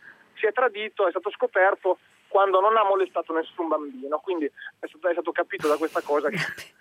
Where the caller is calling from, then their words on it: Savona, Liguria, Italy; Buongiorno da Savona.